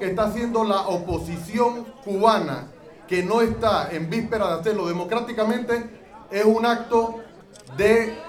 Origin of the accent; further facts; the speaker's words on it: Panama; Como ciudadano panameño, puedo ratificar